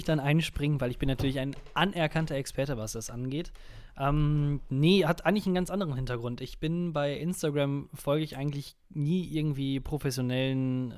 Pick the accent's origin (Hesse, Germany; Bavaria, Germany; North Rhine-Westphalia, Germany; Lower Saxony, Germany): North Rhine-Westphalia, Germany; Münster; Also der Stadt, in Anführungsstrichen, wo ich aufgewachsen bin, wo ich herkomme.